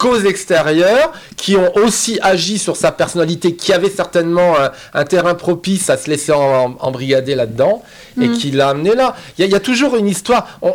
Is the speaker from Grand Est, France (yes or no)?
yes; Strasbourg, Grand Est, France; moved away; Il est né l'année où je suis parti de Strasbourg, où j'ai quitté Strasbourg. Donc, ça a une résonance toute particulière parce que ça touche à ma ville natale.